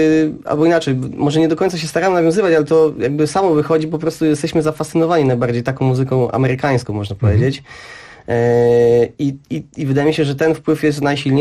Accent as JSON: {"language": "Polish", "town": "Oleśnica", "region": "Lower Silesian Voivodeship", "country": "Poland", "said": "No i jesteśmy z Oleśnicy, jest nas sześciu w zespole"}